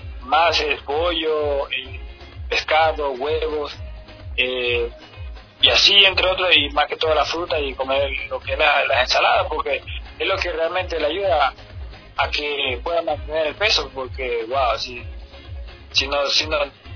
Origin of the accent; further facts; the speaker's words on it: Ecuador; yo soy ecuatoriano, estoy en mi país